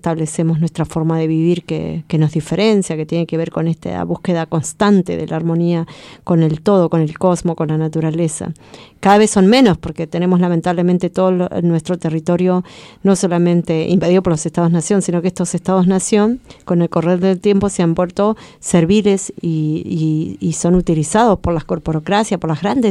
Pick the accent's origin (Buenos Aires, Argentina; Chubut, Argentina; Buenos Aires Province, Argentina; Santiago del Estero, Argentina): Chubut, Argentina; Yo vengo de Puel Mapu. Vengo de la provincia, hoy llamada provincia de Chubut, que queda al sur de la Patagonia, del lado bajo administración argentina. Y bueno, los mapuches somos una nación milenaria, que somos una nación sin estado